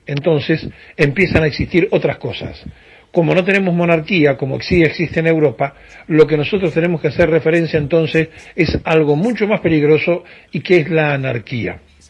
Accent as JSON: {"language": "Spanish", "country": "Argentina", "said": "Nosotros como argentinos estamos en crisis"}